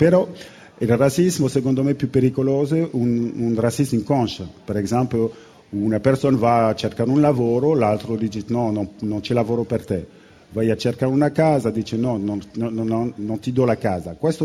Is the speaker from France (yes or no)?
yes; Guadeloupe, France; born there; Italian is a second language; also born or lived in Paris / Italy / Spain; io sono francese, io mi sento veramente un uomo del mondo, perché sono nato in Guadalupe, Caraibi, ho avuto la fortuna di venire a Parigi, o sono venuto anche a vivere in Italia, in Spagna, ho girato un po' il mondo